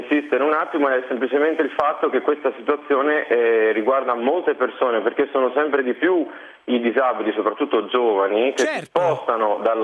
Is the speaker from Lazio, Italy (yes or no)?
yes; Frosinone, Lazio, Italy; born there; now in Verona, Italy; Io abito a Verona, ma ho la residenza nella mia città natale, che è Frosinone.